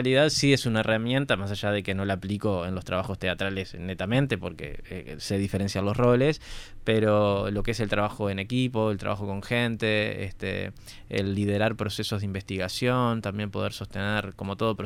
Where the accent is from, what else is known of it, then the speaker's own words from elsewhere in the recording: San José, Uruguay; Como recién dije, soy oriundo de San José.